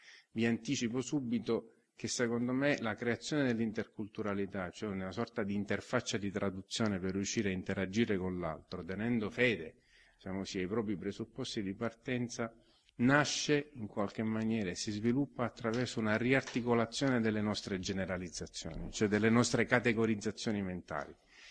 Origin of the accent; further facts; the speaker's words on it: Sicily, Italy; Dopodiché le ho detto, no, vabbè, però sono siciliano.